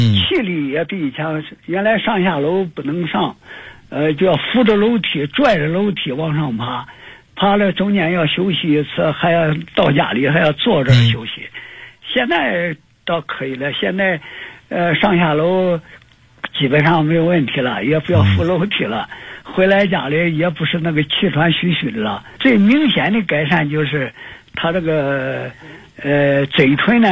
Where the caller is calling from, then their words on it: Nanjing, Jiangsu, China; 我是南京的